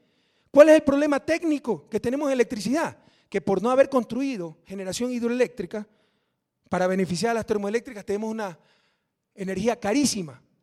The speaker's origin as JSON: {"language": "Spanish", "town": "Guayaquil", "region": "Guayas", "country": "Ecuador", "tie": "born or raised there", "said": "que lanzaremos desde mi ciudad natal el 2 de julio desde Guayaquil."}